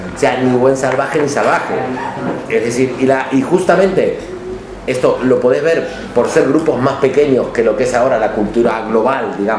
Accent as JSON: {"language": "Spanish", "country": "Argentina", "said": "como argentino, que en el fondo es un país que nace de ser de la colonia, y yo ser nieto de los colonos"}